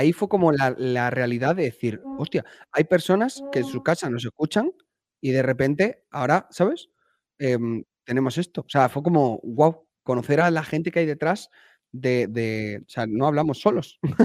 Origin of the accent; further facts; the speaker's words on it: United States; born there; Yo como nací en Estados Unidos, yo mantengo la doble nacionalidad.